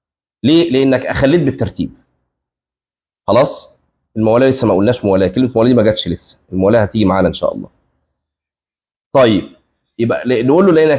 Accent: Egypt; اللي احنا بنسميه الكعب عندنا في مصر اسمه في اللغه عقب

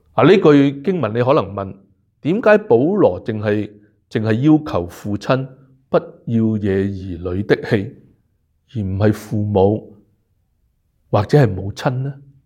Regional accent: Hong Kong; now in Canada; 我们由香港来的香港来到加拿大的，

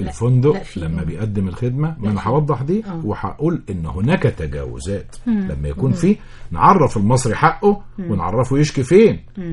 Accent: Egypt; انا لابد ان انا اقوم بتغيير ثقافتي كمصري

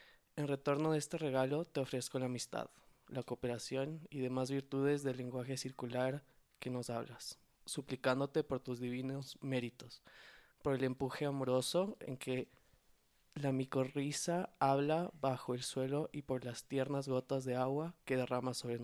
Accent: Ecuador; Soy de Ecuador.

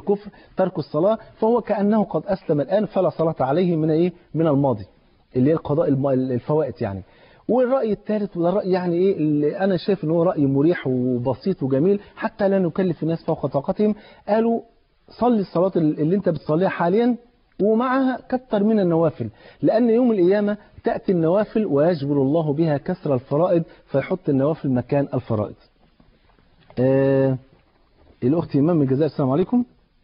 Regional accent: Egypt; المثل عندنا في مصر بيقول يا بخت من بات مظلوم ولا يباتش ظالم.

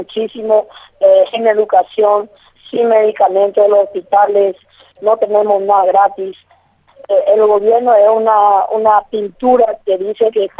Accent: Paraguay; Nosotros como paraguayos, como campesinos, somos productores de mandioca, maíz, poroto

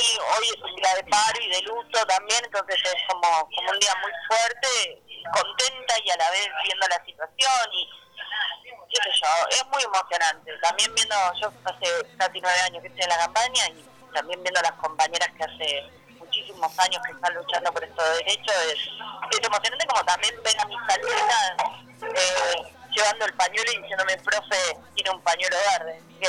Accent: Entre Ríos, Argentina; born there; yo soy Entre Ríos, ¿no? Uh-huh. En lugares nací en Entre Ríos.

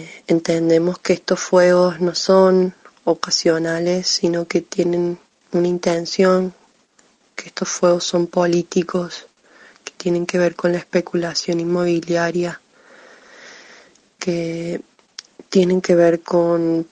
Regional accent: Cuesta Blanca, Córdoba, Argentina; de Barrio Comechingones, de la comuna de Cuesta Blanca.

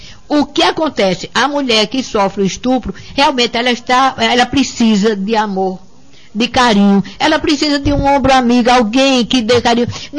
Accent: Patos, Paraíba, Brazil; Eu sou de Patos e meu marido é de Pombal.

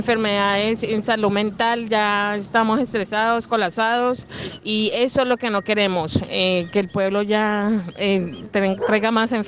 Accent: Colombia; now in Chile; soy extranjera, soy de Colombia

